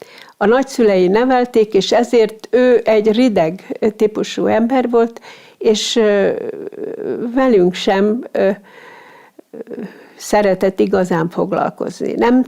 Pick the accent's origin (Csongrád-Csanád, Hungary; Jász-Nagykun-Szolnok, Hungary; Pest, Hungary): Csongrád-Csanád, Hungary; Zsombó; born there; Paraszt családba születtem, Zsombó itt anyavilágban.